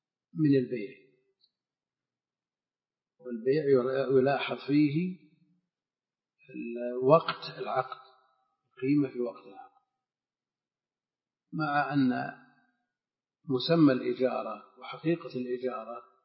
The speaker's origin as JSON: {"language": "Arabic", "region": "Najd", "country": "Saudi Arabia", "said": "المقصود ان مثل هذا كان موجود عندنا في نجد وكثير"}